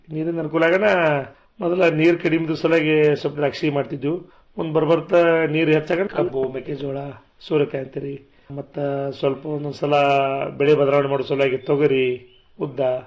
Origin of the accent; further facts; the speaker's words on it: Kankanawadi, Karnataka, India; ಮೂಲತಃ ನಮ್ಮೂರು ಜಮಖಂಡಿ ತಾಲೂಕಿನ ಕಂಕನವಾಡಿ ಗ್ರಾಮ ರೀ. ಅಂದ್ರೆ ನಮ್ದೆಲ್ಲ ಅವಿಭೂತ ಕುಟುಂಬ ರೀ.